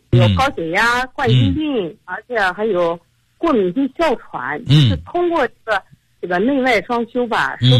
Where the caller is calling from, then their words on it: Xinjiang, China; 我是新疆的你的听众。